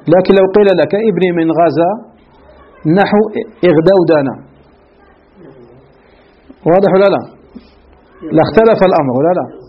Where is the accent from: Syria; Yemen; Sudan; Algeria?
Algeria; بعض المدارس ككتب التي كانت عندنا في الجزائر قديما